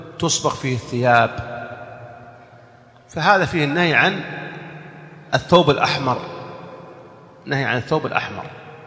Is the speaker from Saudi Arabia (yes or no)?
yes; Saudi Arabia; يعني نحن عندنا في السعودية إذا لبست الإزار